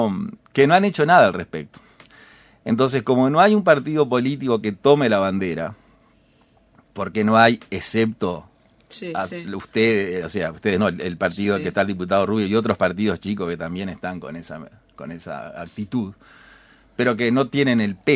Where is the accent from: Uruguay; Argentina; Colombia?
Uruguay; Paysandú; Yo soy de Paysandú.